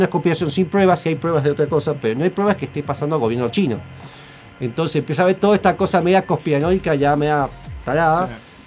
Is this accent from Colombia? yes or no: no; Argentina; No tiene una cosa que nosotros como argentinos no nos conviene comprar en Epic porque está en dólares y no está localizado el precio.